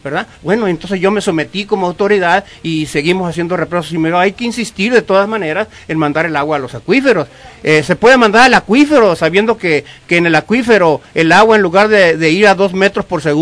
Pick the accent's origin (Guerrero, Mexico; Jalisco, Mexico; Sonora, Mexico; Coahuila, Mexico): Sonora, Mexico; a mí me tocó ver cómo en mi pueblo se sembraba caña de azúcar, se sembraba algodón, se sembraba cacahuate, tabaco, cilantro, cebolla, verduras, absolutamente frutales